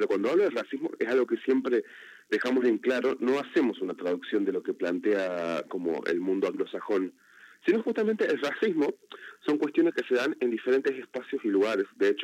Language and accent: Spanish; Salta, Argentina; yo soy de Salta, en particularmente.